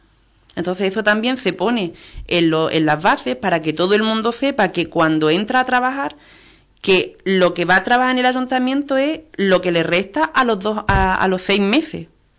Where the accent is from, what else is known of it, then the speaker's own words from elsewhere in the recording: Ubrique, Andalusia, Spain; Aquí somos todos de Ubrique, y para lo bueno y para lo malo nos conocemos todos.